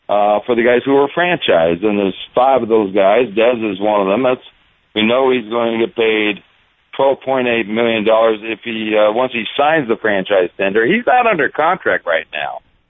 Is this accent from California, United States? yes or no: yes; Los Angeles, California, United States; I grew up in Los Angeles in t-shirt, jeans, flip-flops